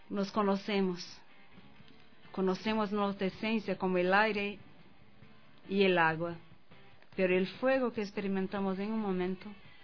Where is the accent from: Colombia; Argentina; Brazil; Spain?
Brazil; Sí, soy de Brasil, donde los tambores son fuertes, la música es fuerte de varias partes.